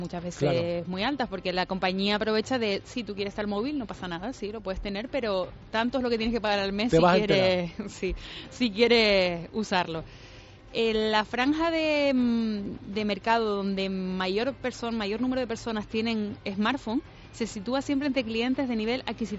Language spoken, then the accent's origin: Spanish; Spain; los españoles somos los europeos que más música escuchamos a través del móvil.